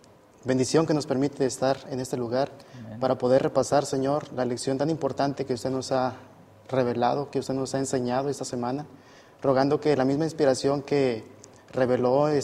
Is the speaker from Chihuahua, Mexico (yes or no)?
no; Monterrey, Nuevo León, Mexico; estudio la carrera de teología y soy originario de la Sultana del Norte de México, de Monterrey, Nuevo León.